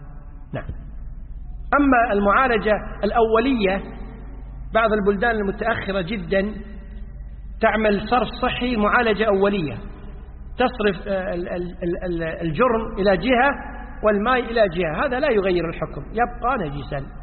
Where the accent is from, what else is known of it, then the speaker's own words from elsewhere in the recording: Kuwait; اليوم عندنا في الكويت وفي بعض الدول المتقدمة مياه الصرف الصحي تعالج.